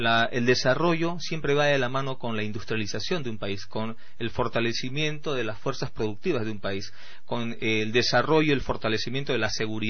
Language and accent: Spanish; Lima, Peru; Porque yo soy limeño.